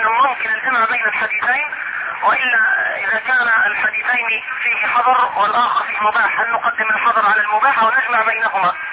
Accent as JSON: {"language": "Arabic", "country": "Algeria", "lives_now": "Mecca, Saudi Arabia", "said": "انا من الجزائر"}